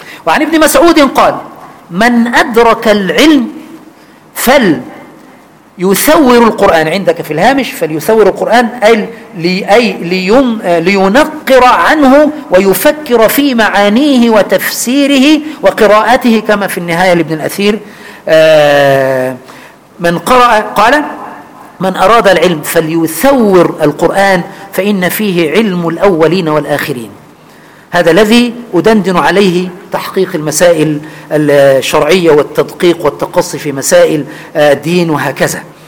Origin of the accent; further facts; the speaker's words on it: Egypt; أنا ما خرجت من مصر البتة